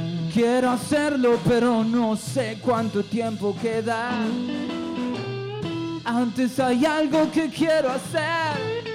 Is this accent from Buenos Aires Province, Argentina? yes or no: yes; Caseros, Buenos Aires Province, Argentina; Nosotros venimos desde Caseros, cerca de Capital